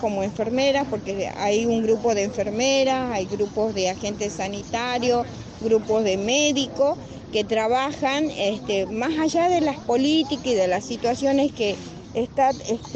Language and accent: Spanish; Salta, Argentina; Yo soy de Salta, pero de Salta, una provincia grande, geográficamente extensa, diversa, y hemos venido de varios rinconcitos de mi provincia, como ser un Santa Victoria, un Orán, un San Antonio de los Cobres